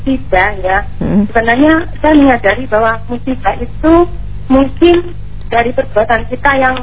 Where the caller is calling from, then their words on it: Sidoarjo, East Java, Indonesia; dari Sidoarjo.